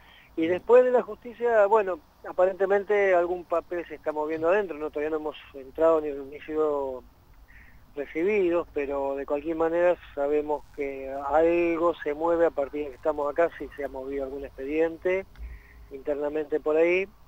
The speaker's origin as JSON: {"language": "Spanish", "country": "Argentina", "said": "nos sentimos cada vez más dignos y más grandes como argentinos, como latinoamericanos"}